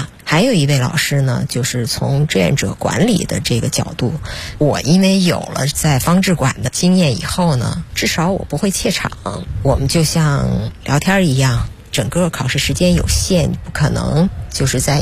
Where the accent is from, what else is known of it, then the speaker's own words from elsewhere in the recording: Beijing, China; 因为我觉得我从小是在北京长大的